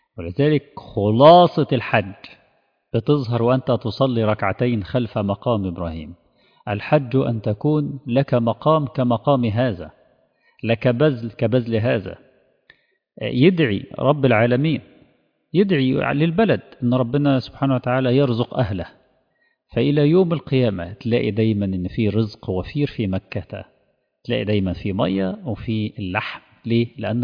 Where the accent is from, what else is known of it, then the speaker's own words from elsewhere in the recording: Egypt; خاصة نحن كمصريين لنا ارتباط وجداني بها